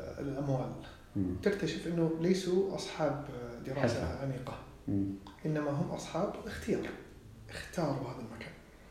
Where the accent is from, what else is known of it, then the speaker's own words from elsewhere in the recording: Saudi Arabia; إنه ما تتخذ الدور السائد اللي أنا سعودي معناته أنا اللي مجرد السعودي